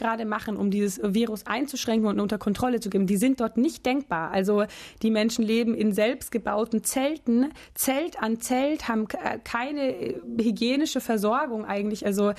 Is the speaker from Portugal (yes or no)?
yes; Portugal; Also ich bin in Portugal aufgewachsen. Gar nicht in Deutschland und bin dort die ersten Jahre auf eine Schule gegangen in Portugal